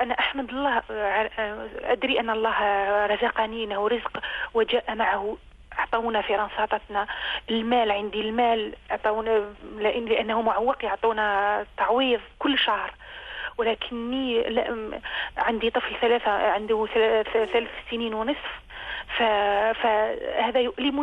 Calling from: France; من فرنسا، أريد سؤال

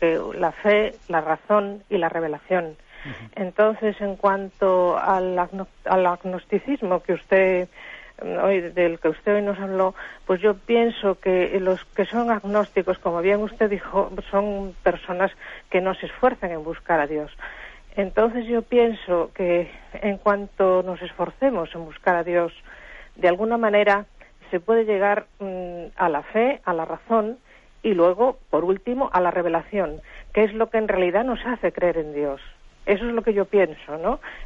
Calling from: Madrid, Community of Madrid, Spain; de Madrid.

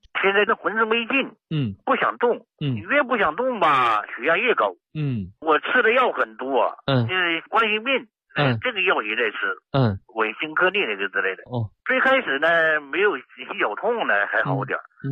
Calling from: Wuxi, Jiangsu, China; 我是无锡的一个新听众了。

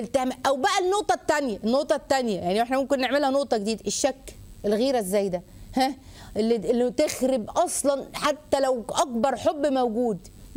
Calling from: Cairo, Cairo Governorate, Egypt; من القاهرة، السلام عليكم

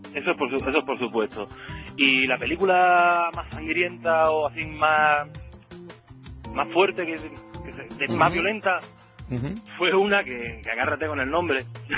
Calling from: Mijas, Andalusia, Spain; Te llamo desde Mija.

